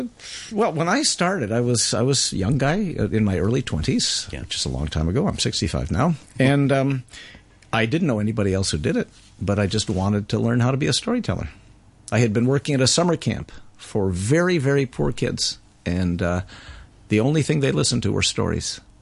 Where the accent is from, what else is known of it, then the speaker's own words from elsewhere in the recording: United States; now in Canada; I'm a very crossroads person. My mother's Romanian. Her mother's Turkish. My father's Polish. I'm American.